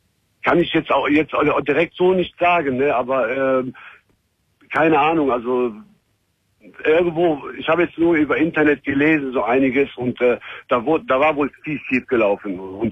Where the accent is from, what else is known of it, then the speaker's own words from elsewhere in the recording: Cologne, North Rhine-Westphalia, Germany; Ich bin Kölner.